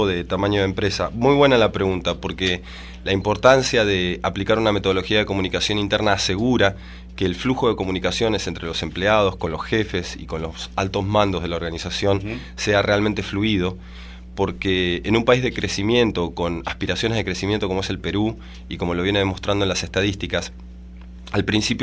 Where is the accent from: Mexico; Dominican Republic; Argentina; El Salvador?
Argentina; moved away as an adult; now in Santiago, Chile; Sí, yo soy oriundo de Argentina. Ya. Hace 5 años que estoy viviendo en Santiago de Chile